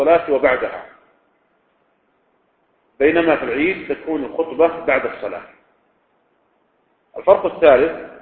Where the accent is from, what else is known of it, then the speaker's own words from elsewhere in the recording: Riyadh, Riyadh Province, Saudi Arabia; يعني مثلا لو كان عندنا في الرياض مثلا يعني لم ينصف قحط لكن بعض مناطق المملكة هناك قحط